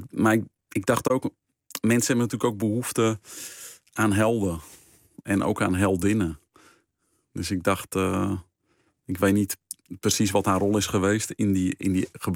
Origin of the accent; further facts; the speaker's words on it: North Holland, Netherlands; meer geïnteresseerd raakte ook in het gebied rondom dat dorp waar ik opgroeide. En ik weet nog in Egmond aan de Hoek bijvoorbeeld